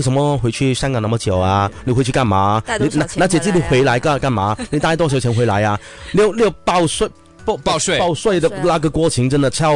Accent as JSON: {"language": "Chinese", "country": "China", "said": "那是我是中国人，就不要选中国人的牌"}